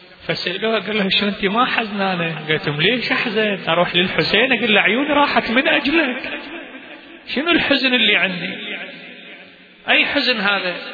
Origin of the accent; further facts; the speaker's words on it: Baghdad, Baghdad Governorate, Iraq; فهي عندنا في بغداد عاشت صراع لمدة شهر